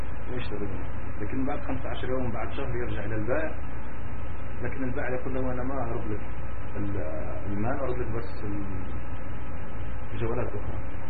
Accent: Tunisia; شيخ هناك حوت عندنا في تونس بما تسمى الشلبة

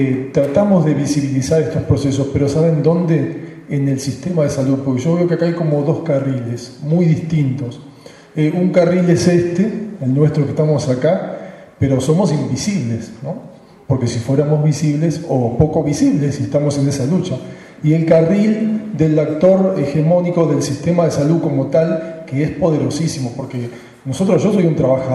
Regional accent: Argentina; de Argentina.

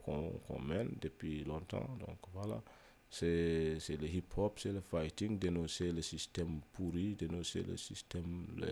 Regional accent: Mauritania; Je viens de la Mauritanie, bon, voilà, Mauritanie, République islamique Mauritanie, comme ils disent, République islamique, donc voilà. Je suis un négro mauritanien de l'autre côté du fleuve.

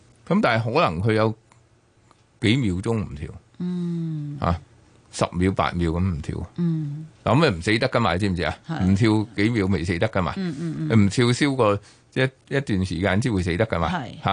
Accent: China; 咁我哋其實中國人咧，即係頭暈有啲時候咧，我哋以前見到都係我頭暈咧，頭暈其實係頭痛嚟嘅。

